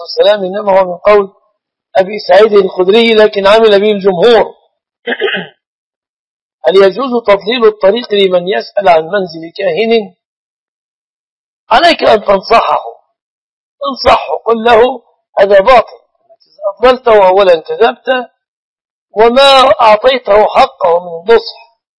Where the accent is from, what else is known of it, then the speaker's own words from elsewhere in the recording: Egypt; القائمة في بلادنا مصر تنقسم إلى أو تتضمن جزءا يأتي به الزوج وجزءا تأتي به الزوجة